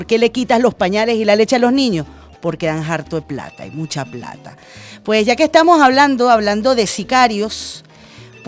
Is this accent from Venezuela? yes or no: yes; Venezuela; Tenemos que ponernos de pie como venezolanos y como venezolanas.